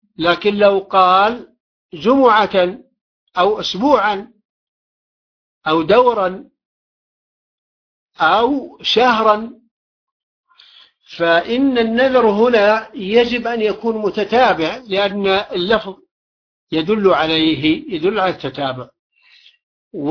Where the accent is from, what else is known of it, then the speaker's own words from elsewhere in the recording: Taif, Makkah Province, Saudi Arabia; عندنا في الطائف